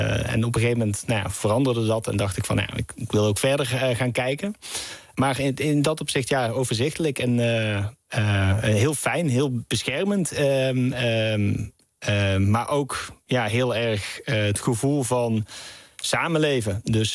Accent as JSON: {"language": "Dutch", "town": "Knegsel", "region": "North Brabant", "country": "Netherlands", "said": "dat ik uit Knechtsel kwam. Dat is een heel klein dorpje in Brabant."}